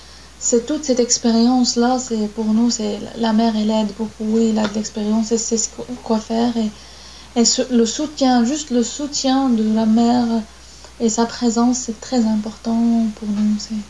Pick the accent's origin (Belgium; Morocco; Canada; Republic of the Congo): Morocco; French is a second language; now in France; C'est presque chez nous au Maroc, il n'y a pas d'accouchement sans la présence de la mère.